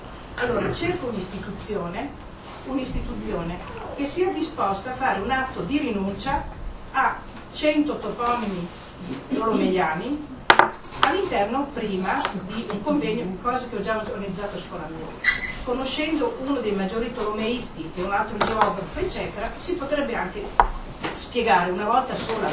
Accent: Trentino-Alto Adige, Italy; born there; io sono nato in Badia, mio papà doveva sposare una badiotta, poi sposare mia mamma che era umbra

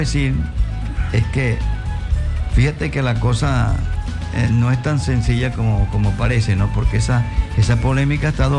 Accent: Nueva Esparta, Venezuela; como involucra a Margarita, mi tierra.

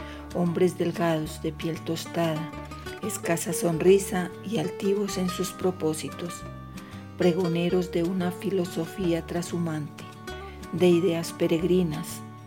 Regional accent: La Calera, Cundinamarca, Colombia; soy de La Calera y hoy quiero compartirles versos desde el encierro

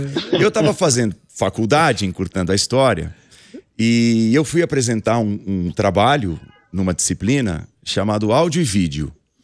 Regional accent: São Caetano do Sul, São Paulo, Brazil; no ABC, uhum, né? De onde eu venho. É, eu sou de São Caetano. Na verdade, eu sou nascido em São Paulo, mas minha mãe, por exemplo, mora até hoje em São Caetano.

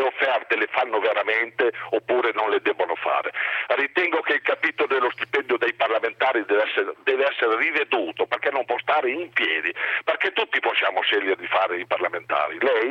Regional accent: Reggio Emilia, Emilia-Romagna, Italy; io sono un emiliano di Reggio Emilia.

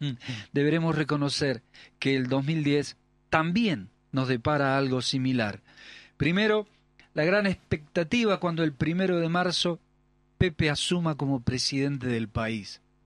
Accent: Uruguay; now in Argentina; Pero somos uruguayos y vivimos en la Argentina

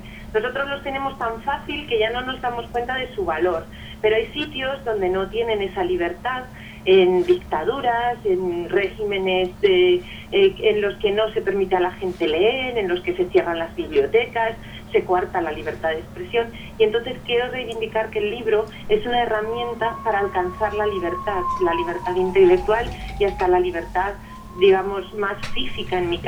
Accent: Madrid, Community of Madrid, Spain; born there; now in Guadalajara, Spain; soy madrileña de nacimiento, pero ahora vivo en Guadalajara

